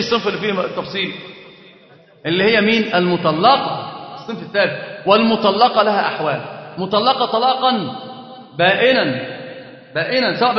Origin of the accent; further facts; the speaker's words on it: Egypt; طبعا عندنا معروف جدا ان احنا كمصريين